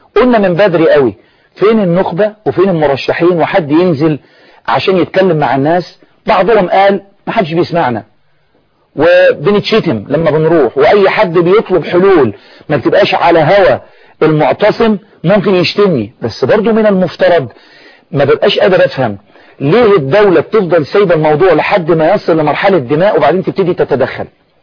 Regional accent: Egypt; يعني ما فيش ثقافة اعتصام سلمي عندنا في مصر،

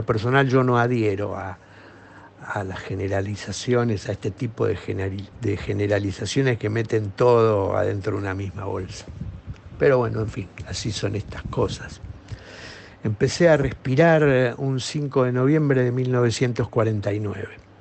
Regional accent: Buenos Aires, Argentina; Soy un porteño nacido y criado. Porteño denominan en mi país a los nacidos en la ciudad de Buenos Aires, aunque después sigan o no viviendo dentro de los límites de la ciudad.

